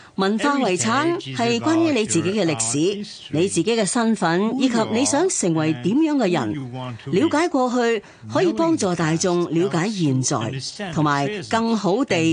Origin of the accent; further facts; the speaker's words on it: Hong Kong; 咧都有向我哋香港人拜年